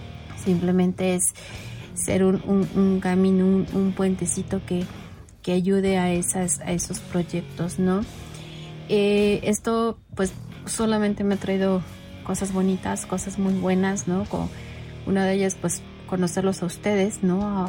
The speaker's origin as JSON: {"language": "Spanish", "country": "Mexico", "said": "yo soy mexicana, vivo aquí en Ciudad de México."}